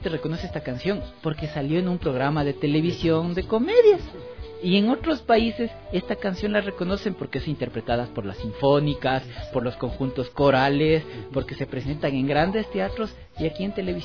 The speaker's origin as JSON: {"language": "Spanish", "country": "Ecuador", "said": "esos somos los ecuatorianos."}